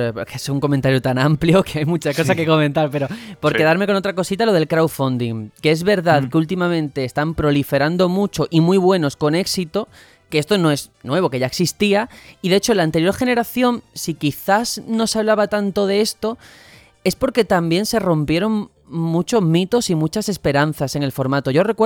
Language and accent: Spanish; Mexico; pero así somos los mexicanos. De todo se hace fiesta aquí